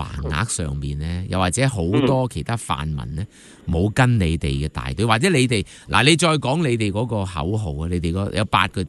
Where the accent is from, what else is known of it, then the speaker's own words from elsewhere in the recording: Hong Kong; 老共就知道我們香港人多少人爭取公民提名了